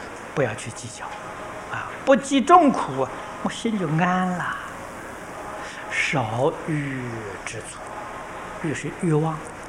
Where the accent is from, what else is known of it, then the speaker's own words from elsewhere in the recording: China; 我们中国人讲善恶，印度人不说善恶，叫黑白。